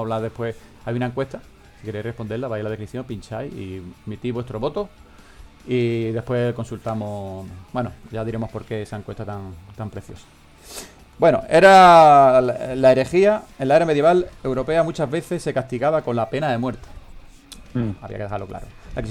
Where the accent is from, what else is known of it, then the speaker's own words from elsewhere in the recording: Spain; ten cojones, soy español